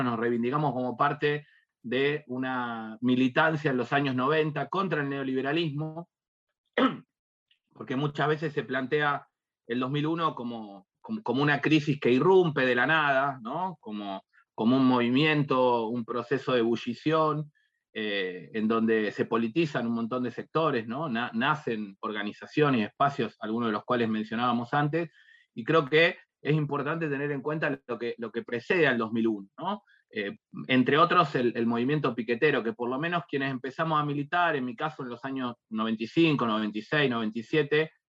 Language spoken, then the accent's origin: Spanish; Lanús, Buenos Aires Province, Argentina; Ahora volví a Lanús, yo soy de Lanús, pero bueno, en ese momento me había mudado hacía poquitos años a Capital